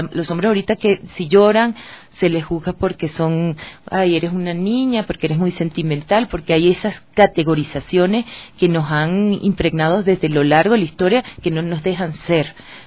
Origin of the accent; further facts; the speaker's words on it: Venezuela; now in Ecuador; O sea, yo soy venezolana, pero tengo 13 años viviendo aquí, o sea que ya también es mi país.